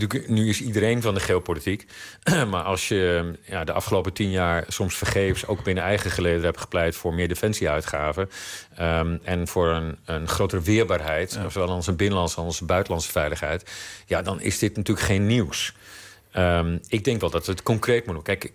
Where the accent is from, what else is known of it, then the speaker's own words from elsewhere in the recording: Netherlands; daar moeten wij als Hollanders